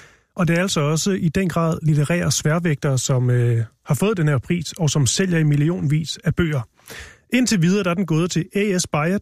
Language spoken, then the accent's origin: Danish; Odense, Region of Southern Denmark, Denmark; born there; Men vi starter i min fødeby, Odense.